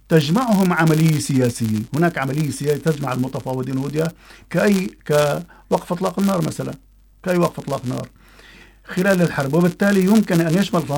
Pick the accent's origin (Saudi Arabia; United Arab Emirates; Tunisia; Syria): Syria; طبعا نحن عندنا بسوريا